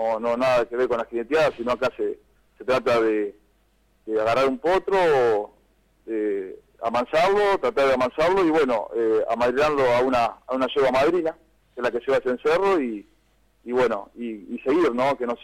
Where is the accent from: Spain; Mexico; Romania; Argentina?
Argentina; Cañuelas, Buenos Aires Province; A mí tocó representar, bueno, a mi pueblo Cañuela